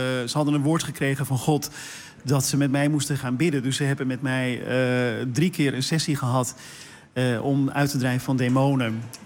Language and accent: Dutch; South Holland, Netherlands; Ik kom uit de Hoekse Waard oorspronkelijk, Meesterde Land.